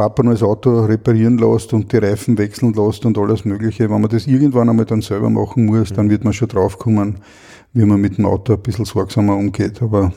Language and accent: German; Lower Austria, Austria; Ich als Niederösterreicher zahle mit meinen Bundesabgaben